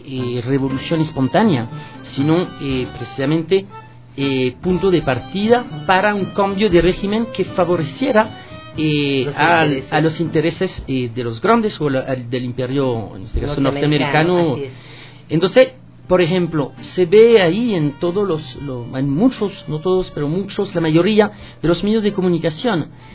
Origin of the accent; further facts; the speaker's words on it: France; accent: French; Spanish is a second language; now in Ecuador; Ustedes ya han adivinado con este acentito feo que yo tengo, que yo vengo de Francia.